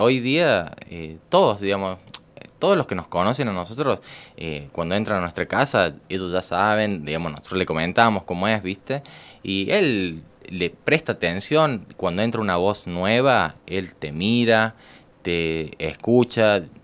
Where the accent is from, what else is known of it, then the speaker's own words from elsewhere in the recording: Córdoba, Argentina; born there; now in Unquillo, Argentina; Yo nací en Córdoba. Ajá. Pero mis últimos años, hace más o menos 30 años, vivo uh-huh. acá. He vivido en Saldán, uh-huh. en Villa Allende. Hoy día estoy viviendo en Unquillo. Uh-huh. Pero siempre por acá, por la zona.